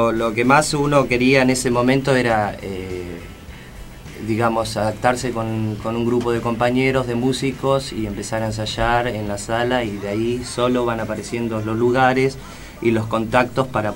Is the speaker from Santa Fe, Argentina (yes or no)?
no; Puerto Madryn, Chubut, Argentina; Yo soy de Puerto Madryn, sí, del sur.